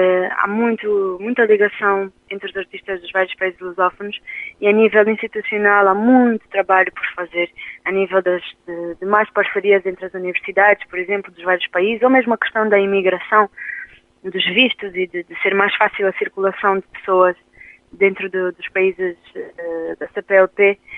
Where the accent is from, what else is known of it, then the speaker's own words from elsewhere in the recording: Luanda, Angola; Sendo angolana, nasci e cresci em Luanda e mantenho uma relação muito próxima com Angola. Tenho família portuguesa e relaciono-me muito com Portugal